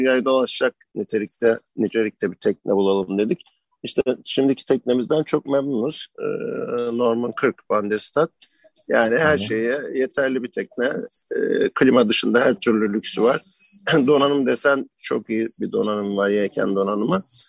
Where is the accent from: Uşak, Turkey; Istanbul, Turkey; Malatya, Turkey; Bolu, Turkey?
Uşak, Turkey; Valla ben Uşaklıyım aslında.